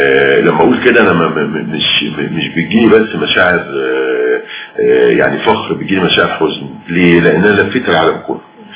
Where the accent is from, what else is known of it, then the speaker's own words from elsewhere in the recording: Cairo, Cairo Governorate, Egypt; انا ما رحتش اسوان غير مرتين للأسف، وبالتالي فانا ابن القاهرة